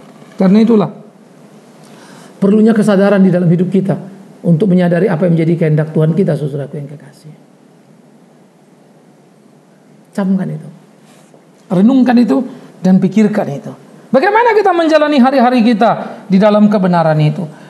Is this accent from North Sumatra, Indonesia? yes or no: yes; Pematangsiantar, North Sumatra, Indonesia; Saya orang Siantar. Dari daerah saya banyak sekali senior-senior saya yang jadi jagoan-jagoan